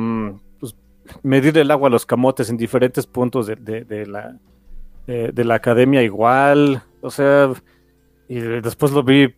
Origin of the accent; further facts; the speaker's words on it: Mexico; Y soy mexicano y vivo en México, ¿no?